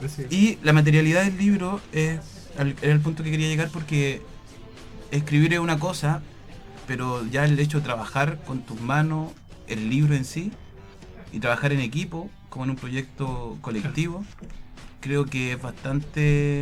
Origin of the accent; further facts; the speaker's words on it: Santiago, Santiago Metropolitan Region, Chile; also born or lived in Rancagua; Nací en 1986 en Rancagua. Viví en la sexta región parte de mi infancia y después nos trasladamos a la periferia de Santiago, la zona sur.